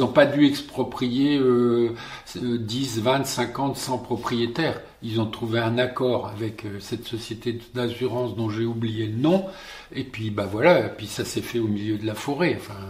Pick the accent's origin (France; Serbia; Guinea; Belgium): France; Sommevoire, Grand Est; born there; Je suis né ici, à Sommevoire, hein, donc à 10 km à vol d'oiseau de la poubelle de Soulaine.